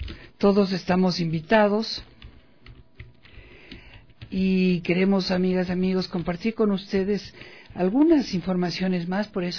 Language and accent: Spanish; Ecuador; para todos quienes somos ecuatorianos